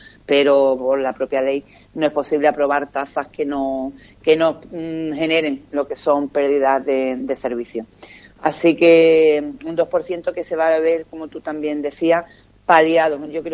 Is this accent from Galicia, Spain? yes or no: no; Ubrique, Andalusia, Spain; yo me quedaría con lo que es mi pueblo, Juan Carlos, y yo estoy muy orgullosa de la actitud del municipio de Ubrique